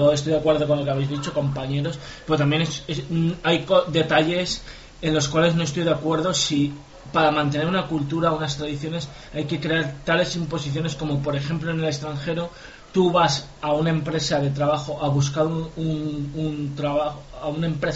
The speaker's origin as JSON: {"language": "Spanish", "country": "Spain", "said": "No. Soy de España, pero no soy vasco."}